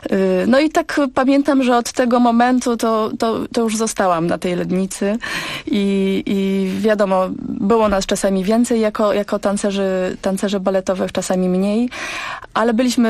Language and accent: Polish; Silesian Voivodeship, Poland; now in Poznań, Poland; ponieważ wychowałam się na Śląsku i tam usłyszałam pierwszą transmisję z pól lednickich w 97 roku.